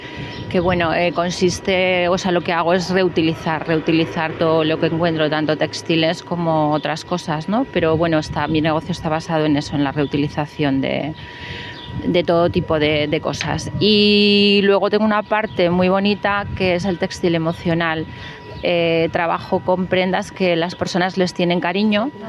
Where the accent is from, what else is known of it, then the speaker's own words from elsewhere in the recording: Daroca, Aragon, Spain; Pues yo soy de Daroca